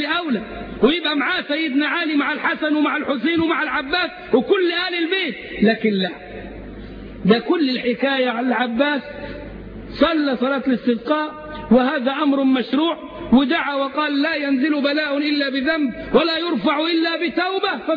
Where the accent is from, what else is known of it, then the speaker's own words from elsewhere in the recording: Egypt; وهو أستاذ لمتطوفة كبار عندنا في مصر